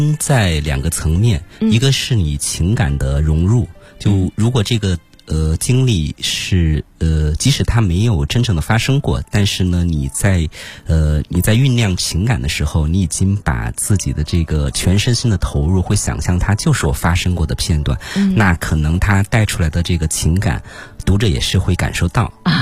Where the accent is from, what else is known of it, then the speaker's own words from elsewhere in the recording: Chongqing, China; 因为我是重庆人，但是我的大学非常远，我的大学在哈尔滨，就是我从中国的大西南到了大东北，